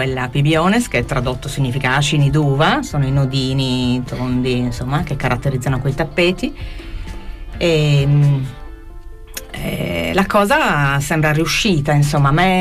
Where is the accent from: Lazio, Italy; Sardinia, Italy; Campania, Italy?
Sardinia, Italy; io vengo dalla Sardegna, dalla provincia di Oristano, e questa radio era una radio di Oristano.